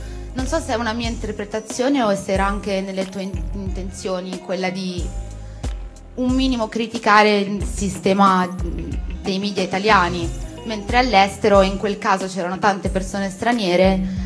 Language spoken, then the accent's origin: Italian; Genoa, Liguria, Italy; sono genovese